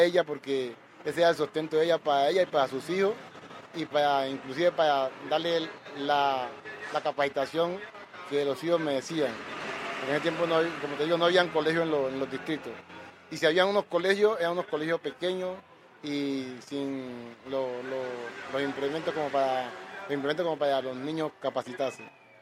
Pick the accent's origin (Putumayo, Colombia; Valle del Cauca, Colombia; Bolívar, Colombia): Valle del Cauca, Colombia; Zabaleta; born there; now in Cali, Colombia/also=Buenaventura; Pues yo nací en Zabaleta, un corregimiento de Buenaventura.